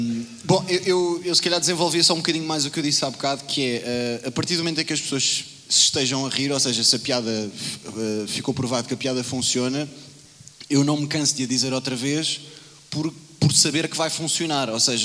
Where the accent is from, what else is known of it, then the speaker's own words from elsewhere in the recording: Lisbon, Portugal; Nascido em Campo de Ourique e criado em Campo de Ourique. Ou seja, pussy máximo, nunca estive na Madeira.